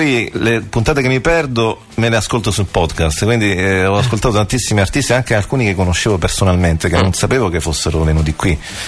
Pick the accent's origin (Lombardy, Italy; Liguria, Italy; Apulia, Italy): Apulia, Italy; now in Rome, Italy; Sì, il Salento, diciamo, è la mia terra d'origine, a cui sono legatissimo